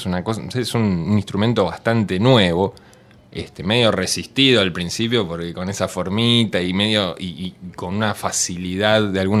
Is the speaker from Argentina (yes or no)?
yes; Buenos Aires, Argentina; El jardín lo hice en otra parte, un poquito más Parque Avellaneda, pero digamos, yo soy nací en Floresta y viví en Lugano y bueno, y curtí un poco flores y digamos, ese fue mi suburbio